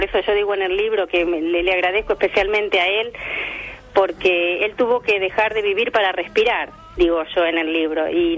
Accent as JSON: {"language": "Spanish", "region": "Santa Fe", "country": "Argentina", "tie": "born or raised there", "moved": "as an adult", "lives_now": "Málaga, Spain", "said": "estoy en Málaga desde el año 2000, llegamos a fines del año 2000. Efectivamente, venimos de Santa Fe, me vine con mi marido Raúl y mi hijo Agustín."}